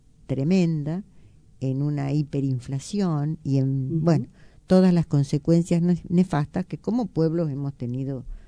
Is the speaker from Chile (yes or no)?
no; Argentina; Esta frase, por lo menos a nosotros como argentinos, nos suena al menos irónica.